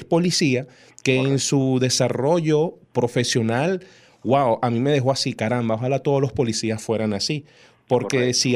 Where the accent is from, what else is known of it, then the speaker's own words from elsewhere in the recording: Venezuela; que pueden o podemos superar como venezolanos para tener justamente eso, un país de porvenir